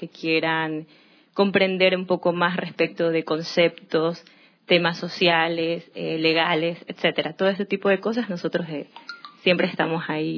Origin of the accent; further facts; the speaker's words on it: Durán, Guayas, Ecuador; yo soy de Durán. Me he criado ahí toda mi vida. Nací en Guayaquil porque no habían maternidades ahí. Me tocó que mi madre me venga a dar a luz en la ciudad de Guayaquil, pero soy durandeña.